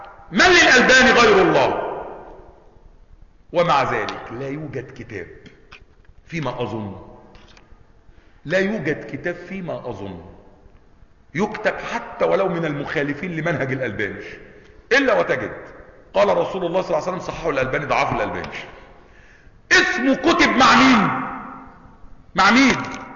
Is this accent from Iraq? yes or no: no; Egypt; ليس مثلنا احنا مصريين، انت كذا